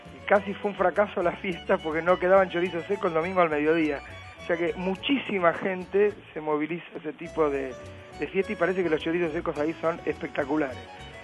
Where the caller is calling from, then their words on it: Flores, Buenos Aires, Argentina; de Flores.